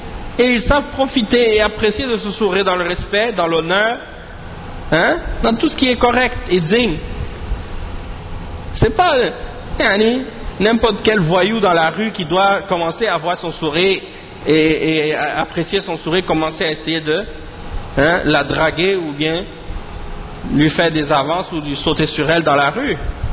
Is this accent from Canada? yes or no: yes; Quebec, Canada; quand j'étais plus jeune, ici en grandissant au Québec